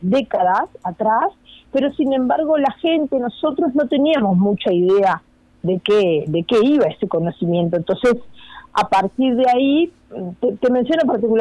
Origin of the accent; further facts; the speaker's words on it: Puntas de Valdés, San José, Uruguay; Yo soy de Puntas de Valdés.